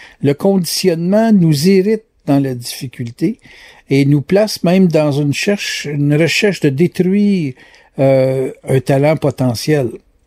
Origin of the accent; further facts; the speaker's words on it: Quebec, Canada; Moi, je suis Québécois